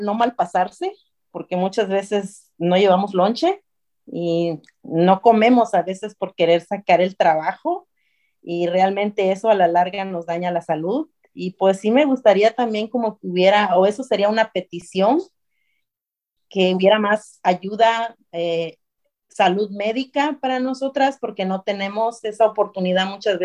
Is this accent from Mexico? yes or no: yes; Puerto Escondido, Oaxaca, Mexico; born there; mi bella ciudad de Puerto Escondido, Oaxaca, de donde yo nací.